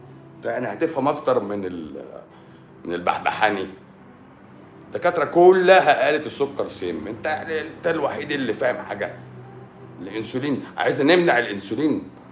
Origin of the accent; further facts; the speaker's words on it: Egypt; انت ناسي ان احنا المرض بالوراثه عندنا في مصر هنا؟